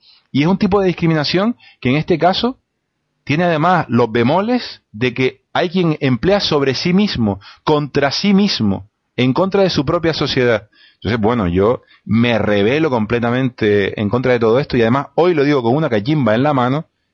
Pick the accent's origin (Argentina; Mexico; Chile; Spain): Spain; a mí, como ciudadano español, eso me gusta.